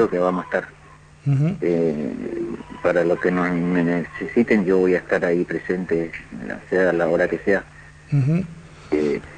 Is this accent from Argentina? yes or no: yes; Misiones, Argentina; moved away; Estamos acá siempre, desde que vine de Misiones estoy acá en esta casa, y ahí estamos con mi familia.